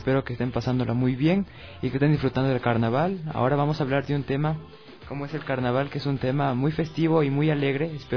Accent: Quito, Pichincha, Ecuador; now in Cuenca, Ecuador; Casi toda mi familia es de Cuenca, yo soy el único quiteño de aquí.

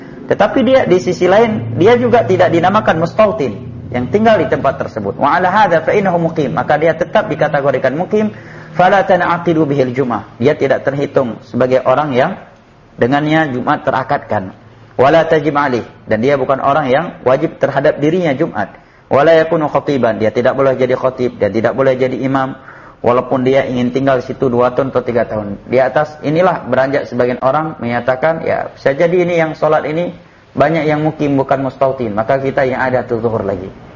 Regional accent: Banda Aceh, Aceh, Indonesia; Saya memang orang Banda Aceh, maka saya mustautin.

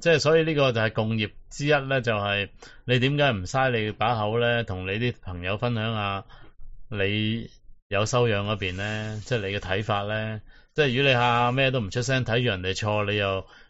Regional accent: Hong Kong; 今日我哋香港人其中要受嘅一样嘢呢

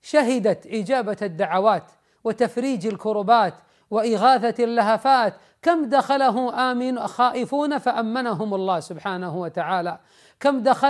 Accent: Saudi Arabia; حينما علموا أني من أهل المملكة العربية السعودية قبلوني واحتضنوني

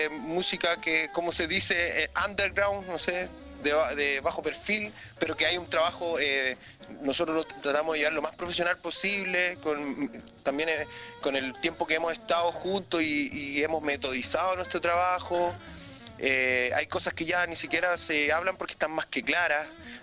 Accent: Antofagasta, Chile; now in Santiago, Chile; Más para nosotros que venimos de Antofagasta

